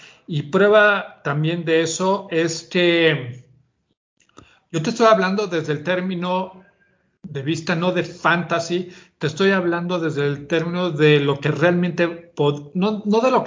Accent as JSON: {"language": "Spanish", "country": "Mexico", "said": "y hablo directamente de México, y soy mexicano"}